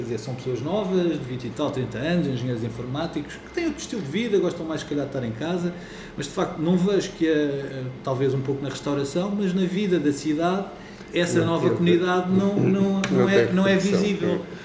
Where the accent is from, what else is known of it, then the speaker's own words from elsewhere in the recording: Lisbon, Portugal; now in Fundão, Portugal; que eu vim de Lisboa para aqui